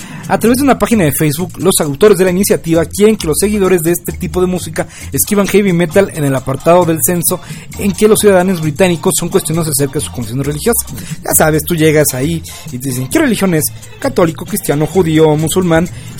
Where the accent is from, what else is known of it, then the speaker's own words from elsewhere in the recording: Mexico; Así es, celebrando que somos mexicanos, no somos del Bicentenario.